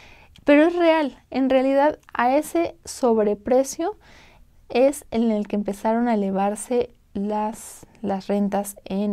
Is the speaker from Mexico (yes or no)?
yes; Mexico; Y pues al principio nosotros como mexicanos lo veíamos como que muy chévere, ¿no?